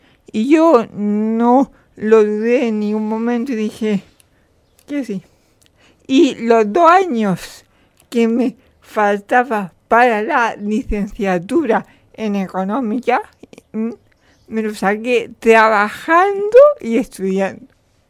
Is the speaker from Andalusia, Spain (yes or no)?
yes; Canjáyar, Andalusia, Spain; soy natural de Canjaya. Yo estudié en un colegio público, en el colegio de mi pueblo público, Santa Cruz, en el instituto de mi pueblo también, Valle del Andaraz.